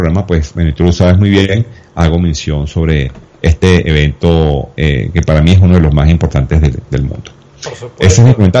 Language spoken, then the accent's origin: Spanish; Venezuela; uno como venezolano se emociona porque nosotros aquí vivimos esa experiencia en el año 71